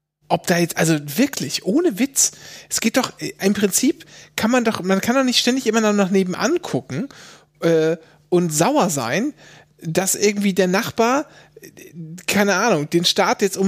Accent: Germany; ich bin Deutscher

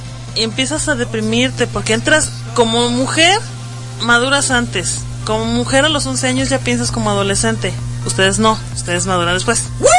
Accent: Morelos, Mexico; En lo personal yo también sufrí de obesidad infantil en una etapa de mi niñez, porque yo soy de Morelos, cuando llego aquí yo llegué delgada.

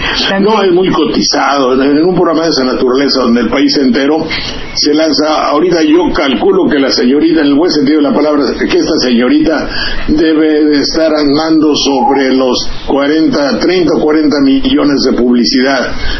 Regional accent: Banderilla, Veracruz, Mexico; born there; donde nací, en Banterilla, Jilotepec, Colocotita, cerca de Jalapa, en la provincia.

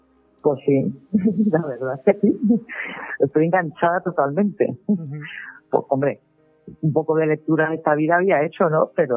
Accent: Almansa, Castilla-La Mancha, Spain; Yo soy de Almansa. Y la guerra de sucesión pues pasó a las tierras que es de mi familia.

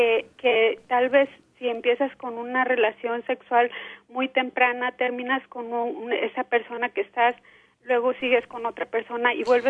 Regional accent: Mexico; A mí me enseñaron como mujer latina, mujer mexicana, y creer en la Virgen

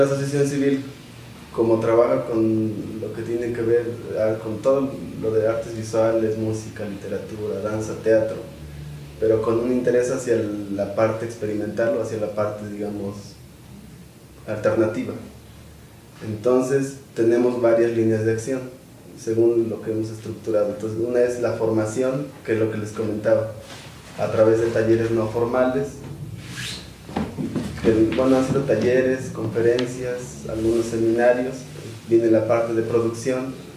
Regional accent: San Pablo del Monte, Tlaxcala, Mexico; yo soy de San Pablo del Monte y ahí no hay casa de cultura.

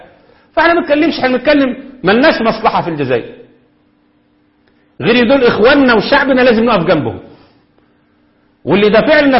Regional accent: Egypt; هو اللي بيحصل عندنا في مصر في ايام الثورات وما قبلها بالضبط

